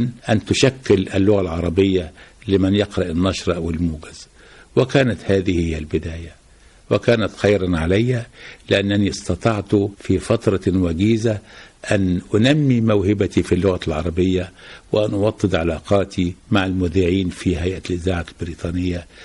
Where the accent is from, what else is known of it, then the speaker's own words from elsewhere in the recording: Egypt; من مصر، لأن موجود عندنا بنقاء 99%، حاجة غير عادية